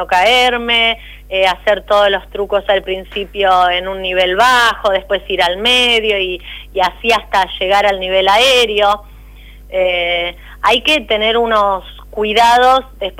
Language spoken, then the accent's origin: Spanish; Máximo Paz, Argentina; volvieron a mi pueblo, a Máximo Paz